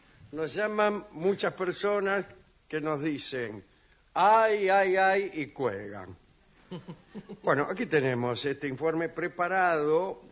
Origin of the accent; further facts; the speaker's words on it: Tacuarembó, Uruguay; born there; Soy oriental, soy nacido en Tacuarembó.